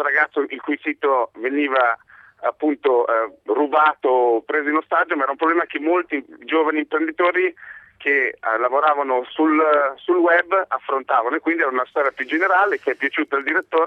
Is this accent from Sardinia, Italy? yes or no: no; Lombardy, Italy; quando ero nel mio paesino in provincia di Pavia